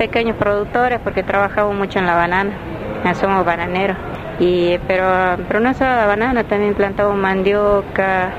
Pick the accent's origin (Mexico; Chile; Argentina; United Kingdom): Argentina; Algarrobal, Salta; soy secretaria de Relación Social en la Comisión y delegada titular para la Organización Mesa de Tierra. Mi comunidad se llama Tupí Guaraní, Huapeijén de Algarrobal, que está ubicada a 5 kilómetros de Orán, Río Blanco, Banda Sur.